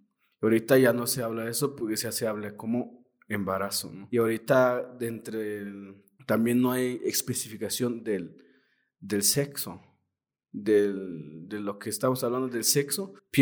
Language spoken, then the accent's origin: Spanish; Tenejapa, Chiapas, Mexico; yo soy de Tenejapa.